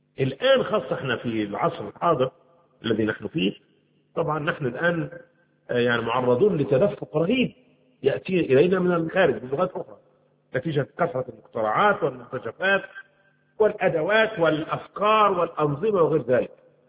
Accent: Egypt; كما يقول عندنا في مصر

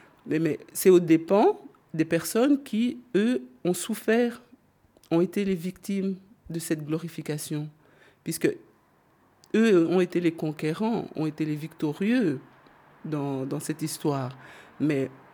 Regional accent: DR Congo; now in Belgium; je suis issue de la diversité. Donc, ça fait à peu près 40 ans que je vis en Belgique. Donc, je suis congolaise d'origine.

